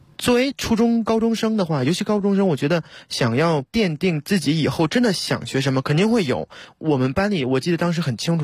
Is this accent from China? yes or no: yes; China; 因为我是中国人嘛